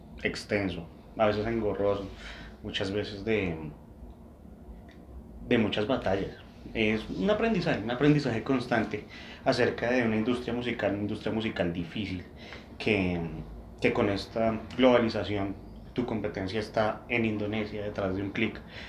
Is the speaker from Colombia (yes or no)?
yes; Colombia; Como colombianos, la salsa, el merengue, el vallenato, el propo, tú sabes.